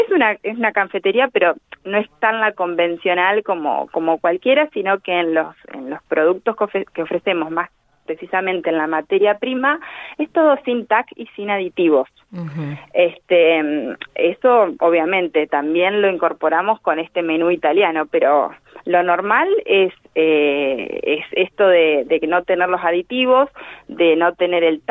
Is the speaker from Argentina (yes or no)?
yes; Argentina; como argentinos y tener esta gastronomía tan variada